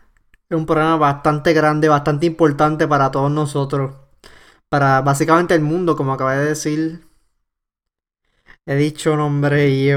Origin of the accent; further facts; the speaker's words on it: Ponce, Puerto Rico; Entonces hace todos los años en la ciudad de Ponce, mi ciudad natal de Ponce, ¿verdad?